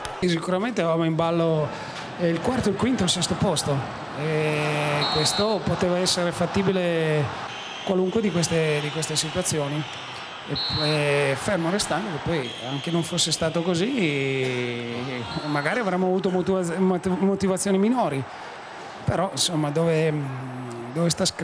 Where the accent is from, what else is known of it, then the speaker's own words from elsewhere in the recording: Turin, Piedmont, Italy; ma io lo dico perché poi sono di Torino, siamo veramente dispiaciuti.